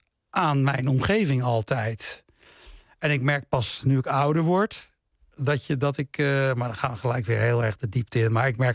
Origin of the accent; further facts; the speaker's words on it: Suriname; Dat het feit dat ik uit Suriname kom. Dat ik uit een niet-Surinaamse familie kom.